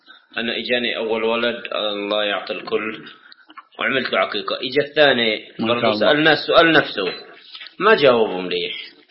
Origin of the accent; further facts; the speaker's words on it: West Bank, Palestine; طبعا أنا جاي من الضفة، الضفة العظمى